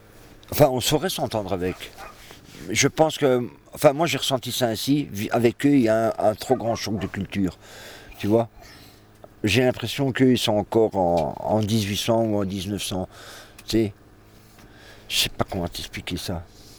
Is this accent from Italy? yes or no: no; Belgium; même moi en tant que Belge, j'ai une carte d'identité qui est pourrie